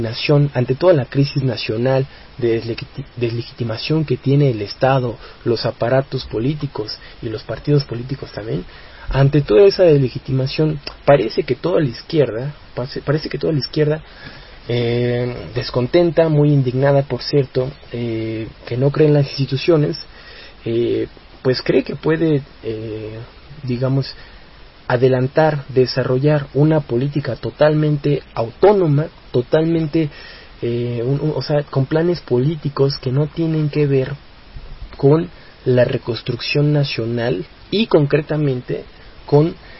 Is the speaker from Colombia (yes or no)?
no; Mexico; a nosotros como mexicanos y como jóvenes nos sirve para medir la fuerza que está teniendo el neoliberalismo.